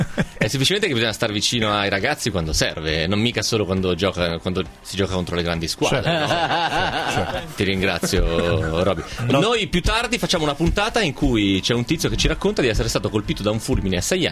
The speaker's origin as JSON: {"language": "Italian", "town": "Romentino", "region": "Piedmont", "country": "Italy", "tie": "born or raised there", "said": "andammo allo stadio del mio paese, Romentino."}